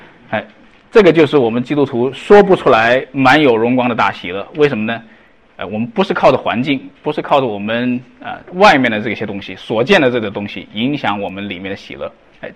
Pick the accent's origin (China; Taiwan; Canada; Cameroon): China; 那因为我们中国人口众多嘛哈